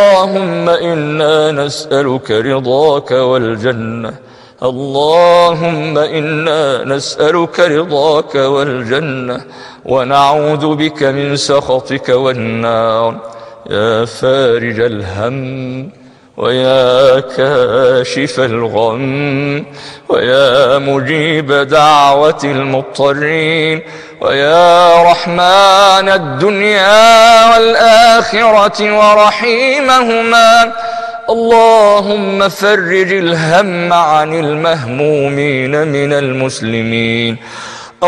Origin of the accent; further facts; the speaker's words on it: Egypt; اللهم إننا نحب بلدنا مصر